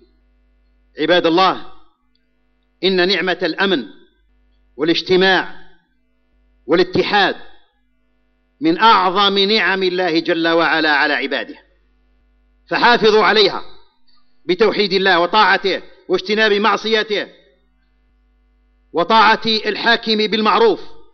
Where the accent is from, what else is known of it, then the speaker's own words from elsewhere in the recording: Algeria; فنحمد الله على ما نحن فيه في بلدنا الجزائر من الأمن والإيمان والاستقرار